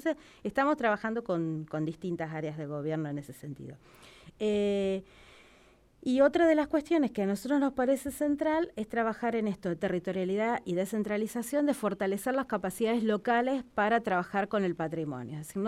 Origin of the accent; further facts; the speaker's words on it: La Pampa, Argentina; nos representa como pampeanos, uh-huh, como argentinos, como victoriquenses, como santarroseños.